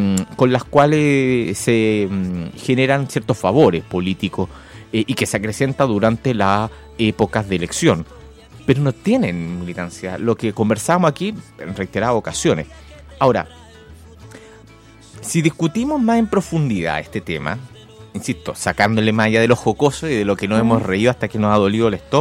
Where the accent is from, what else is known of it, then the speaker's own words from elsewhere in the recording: Maipú, Santiago Metropolitan Region, Chile; Yo me crié en Maipú. Me crié en los límites de Maipú, donde uno iba precisamente a la parte de los poteros a jugar.